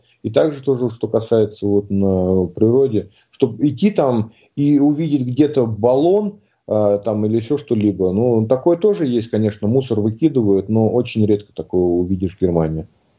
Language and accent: Russian; Tomsk Oblast, Russia; Я сам родом из Сибири, в Томской области.